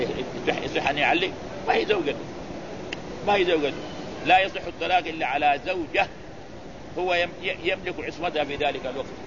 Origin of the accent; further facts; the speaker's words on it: Morocco; لا بس هنا عندنا في المغرب.